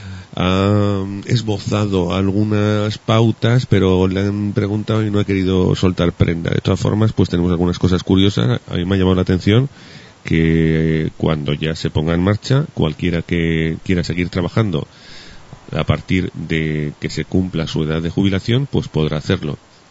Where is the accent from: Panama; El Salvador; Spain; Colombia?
Spain; Y tal como somos los españoles, pues no sería el único caso, creo yo.